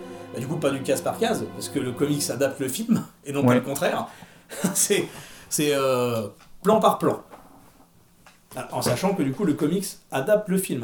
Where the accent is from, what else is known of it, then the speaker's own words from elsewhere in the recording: France; chez nous, en France, on a de la chance